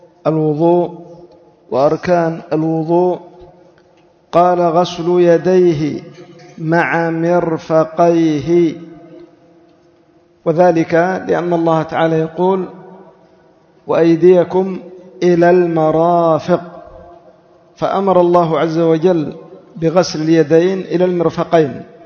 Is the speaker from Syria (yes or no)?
no; Yemen; على وجه الخصوص عندنا في اليمن